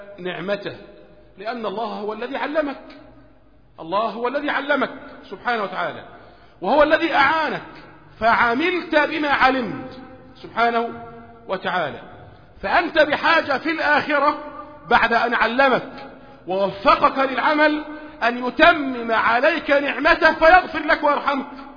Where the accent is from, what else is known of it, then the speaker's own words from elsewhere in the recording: Egypt; لان احنا عندنا في مصر ما عندنا صحوة منهجية